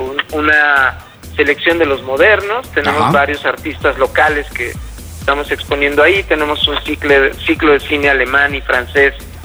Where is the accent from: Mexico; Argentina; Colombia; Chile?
Mexico; seguir recordando quiénes somos los mexicanos